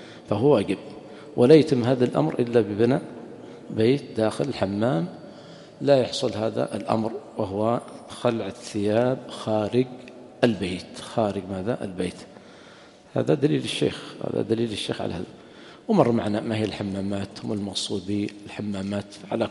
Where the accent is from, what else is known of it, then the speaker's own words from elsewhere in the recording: Yemen; أما عندنا في اليمن خاصة في المناطق الحارة حمام طبيعي ما يحتاج